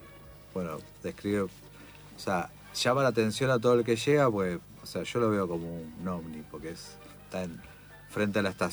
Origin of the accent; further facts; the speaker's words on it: Monte Grande, Buenos Aires Province, Argentina; yo soy de Monte Grande, y Monte Grande tiene un ícono que es como un ovni en la plaza, que en realidad es un tanque de agua de hormigón gigante, medio setentoso